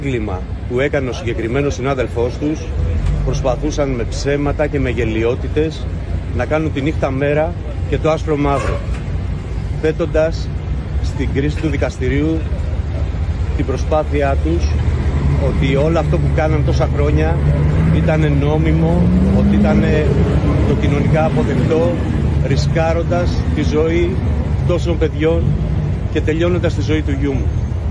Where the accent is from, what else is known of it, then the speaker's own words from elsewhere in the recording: Greece; Αισθάνομαι ντροπή που είμαι Έλληνας, που είμαι σε μια χώρα που γεννήθηκε η δημοκρατία, η δικαιοσύνη και ο πολιτισμός, όταν συμβαίνουν τέτοια πράγματα στην πατρίδα μου.